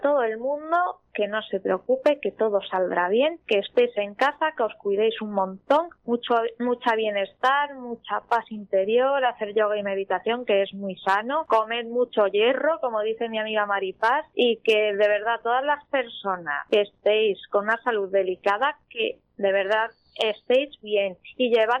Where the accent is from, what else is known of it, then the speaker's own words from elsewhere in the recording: Canillas de Albaida, Andalusia, Spain; a la gente de mi pueblo, Canillas de Albaida, Málaga, que les quiero un montón. Esto está en Andalucía, por cierto.